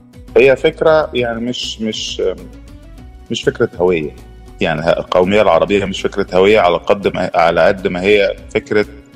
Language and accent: Arabic; Aswan, Aswan Governorate, Egypt; born there; أنا اتولدت في مدينة أسوان جنوب الصعيد جنوب مصر، ويعني مدينة أسوان تعتبر الموطن بتاع النوبيين ما بعد التهجير.